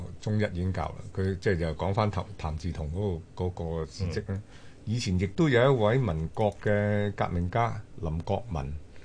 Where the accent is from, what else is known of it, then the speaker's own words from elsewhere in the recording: Guangdong, China; 嗱，好似我哋廣東人啊，咁恭喜發財啊